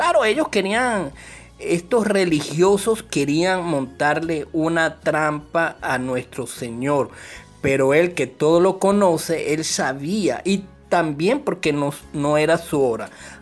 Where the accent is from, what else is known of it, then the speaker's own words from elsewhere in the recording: Venezuela; en nuestro caso somos venezolanos